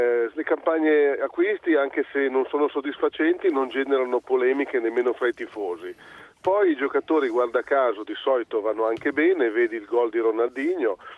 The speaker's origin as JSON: {"language": "Italian", "town": "Milan", "region": "Lombardy", "country": "Italy", "said": "Io invece sono un milanese, qua dal 92"}